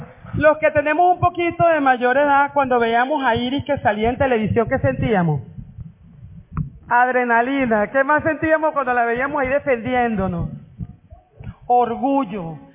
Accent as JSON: {"language": "Spanish", "country": "Venezuela", "said": "Esos somos los venezolanos"}